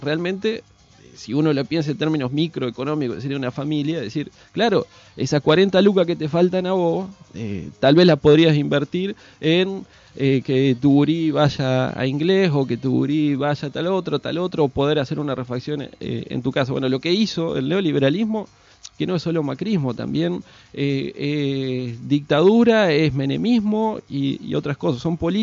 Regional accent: Argentina; esta familia que somos los argentinos

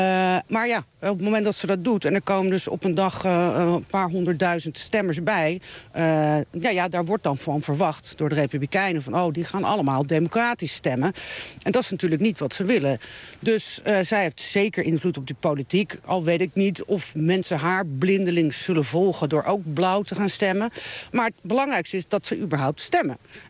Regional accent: Netherlands; want dat is natuurlijk niet een sport waar wij als Nederlanders mee opgroeien.

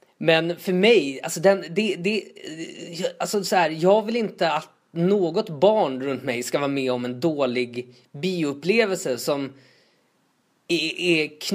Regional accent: Tullinge, Stockholm County, Sweden; där jag växte upp i Tullinge

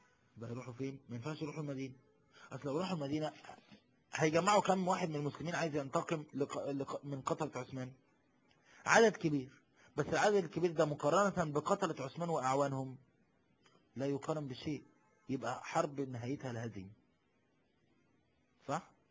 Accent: Egypt; شوف انا من مصر مش خايف على مصر

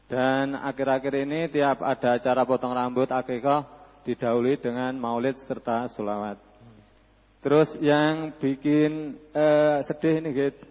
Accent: Bulu, Central Java, Indonesia; dari desa terpencil di wilayah Kecamatan Bulu, Sukoharjo.

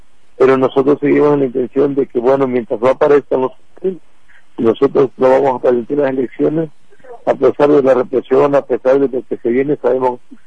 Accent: Mexico; como mexicanos tenemos derecho a libre tránsito por todo nuestro país

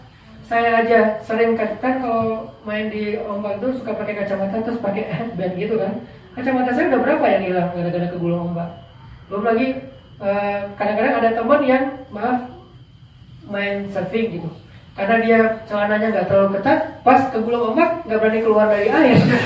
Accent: Aceh, Indonesia; ketika terjadi tsunami di kampung saya di Aceh

